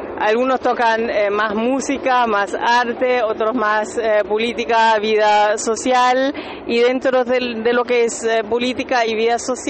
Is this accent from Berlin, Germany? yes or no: yes; Berlin, Germany; soy de Berlín y soy integrante de una productora